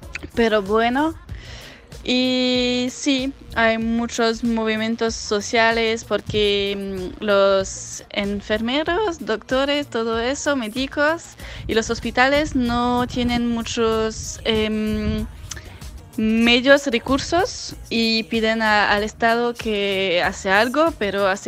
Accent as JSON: {"language": "Spanish", "country": "France", "second_language": "Spanish", "said": "de Francia. Vení a Argentina durante el mes de diciembre y de enero"}